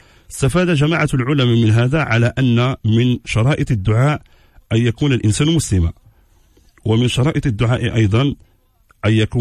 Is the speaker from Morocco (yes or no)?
yes; Morocco; العمل الفاسي عندنا في المغرب